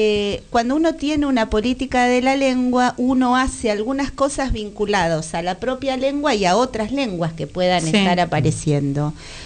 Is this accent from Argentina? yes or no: yes; Argentina; que tiene solamente los años que tenemos nosotros, digamos, como argentinos